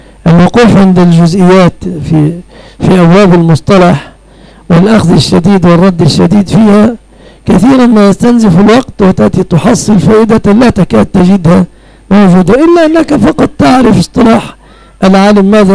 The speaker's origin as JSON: {"language": "Arabic", "country": "Egypt", "said": "أنا كمصريين نفد عليهم أن لا نميز"}